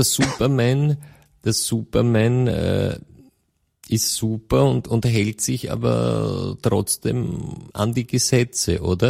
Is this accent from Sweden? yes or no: no; Austria; dann spricht man bei uns in Österreich von großen und kleinen Braunen